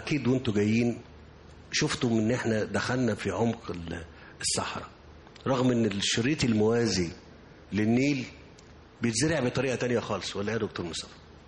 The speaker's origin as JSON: {"language": "Arabic", "country": "Egypt", "said": "انا يهمني ان احنا كمصريين دلوقتي نبقى شايفين ده"}